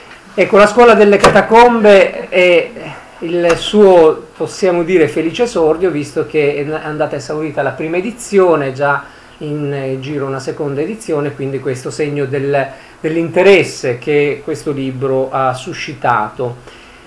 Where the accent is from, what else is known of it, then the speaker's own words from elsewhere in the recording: Sicily, Italy; Io sono un siciliano ignorante